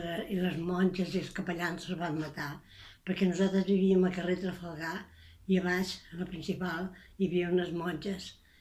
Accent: Barcelona, Catalonia, Spain; born there; A Barcelona.

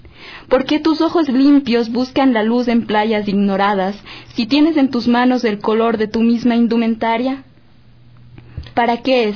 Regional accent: Ecuador; ese recordar de las raíces de quiénes somos, sí, de quiénes somos como ecuatorianos

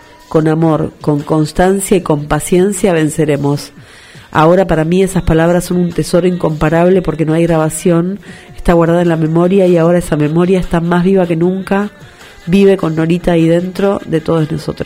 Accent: Morón, Buenos Aires Province, Argentina; de Morón.

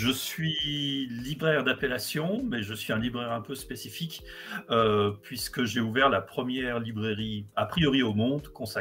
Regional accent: Lyon, Auvergne-Rhône-Alpes, France; now in Lille, France; je suis lyonnais d'origine, lillois depuis un an et demi

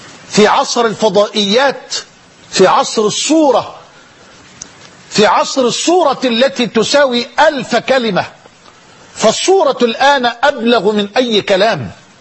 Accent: Egypt; بلدنا مصر تمر بمرحلة حرجة

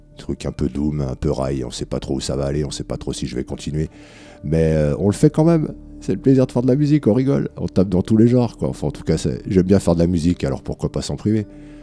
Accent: France; forcément pas mal en France vu qu'on est français.

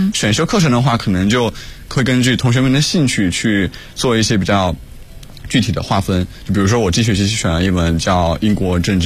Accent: Jiangxi, China; 我是江西的，

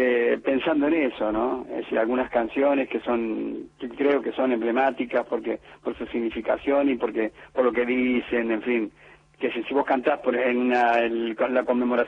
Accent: Córdoba, Argentina; yo soy cordobés, lógicamente da por hecho que tengo una relación extraordinaria con la gente de Córdoba

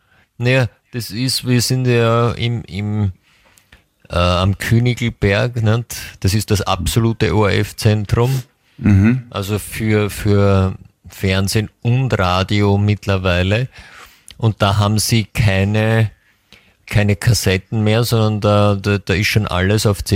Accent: Austria; bei uns in Österreich kann man ja auch meistens früher gehen.

